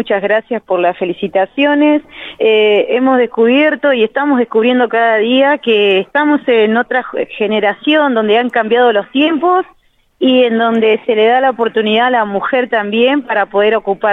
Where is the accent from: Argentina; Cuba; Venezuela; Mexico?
Argentina; Toay, La Pampa; Somos todos de Toay